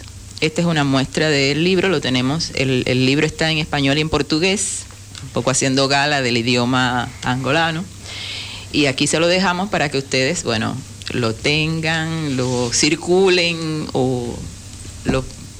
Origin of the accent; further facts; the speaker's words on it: Santiago de Cuba, Cuba; allá somos santiagueros, no sé cómo lo manejan acá